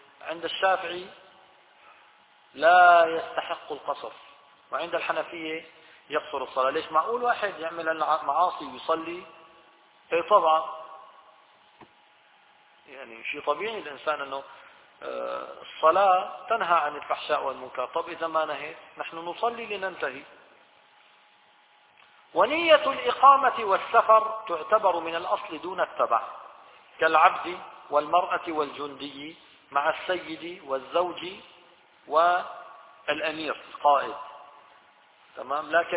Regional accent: Syria; accent: Levantine Arabic; بس لتلاقي واحد عم يحكي في الحرم هيك بلهجتنا الشامية البسيطة هاي، تشعر حالك لا شعوريا تتمسك فيه

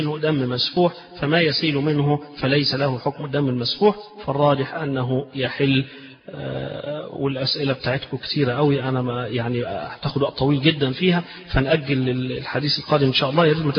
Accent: Egypt; طبعا احنا كمصريين بنحب الفسيخ وناكل الفسيخ

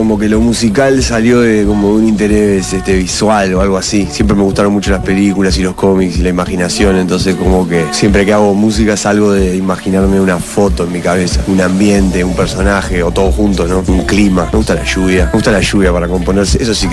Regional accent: Montevideo, Uruguay; born there; Yo nací en Montevideo, acá en Uruguay.

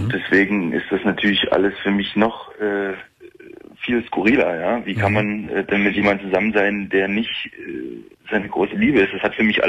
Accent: East Germany, Germany; Na gut, wir sind im Osten groß geworden

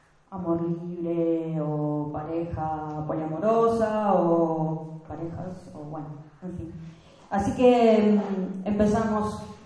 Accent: Rosario, Santa Fe, Argentina; En Rosario, o sea, somos rosarinas, tortas rosarinas.

